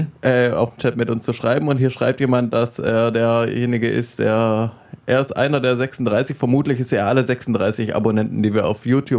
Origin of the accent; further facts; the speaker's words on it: Baden-Württemberg, Germany; Ich bin in der Gegend aufgewachsen.